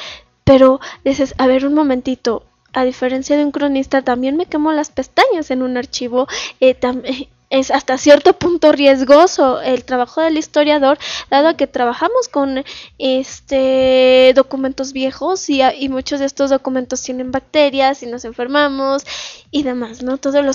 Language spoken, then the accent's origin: Spanish; Mexico; Solamente somos mexicanos el 16 de septiembre, el 12 de diciembre, querramos o no